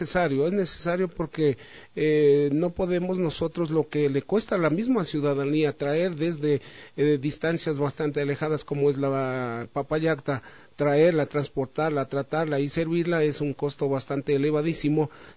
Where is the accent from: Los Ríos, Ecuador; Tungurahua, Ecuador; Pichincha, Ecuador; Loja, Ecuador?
Pichincha, Ecuador; Quito; como ciudadanos, como buenos quiteños